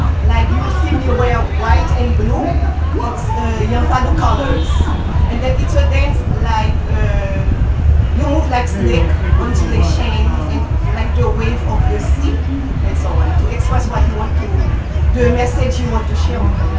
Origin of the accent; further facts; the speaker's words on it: Haiti; I'm from Haiti. And then I start to dance with my family because I'm from a voodoo family where dance was very important